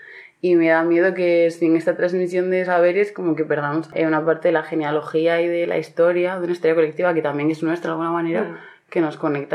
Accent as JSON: {"language": "Spanish", "town": "Astillero", "region": "Cantabria", "country": "Spain", "tie": "born or raised there", "said": "Yo he nacido y crecido en Astillero, pero soy la primera generación de mi familia que nace ahí. Y cuando acabé de bachiller me fui a la Universidad de Bilbao"}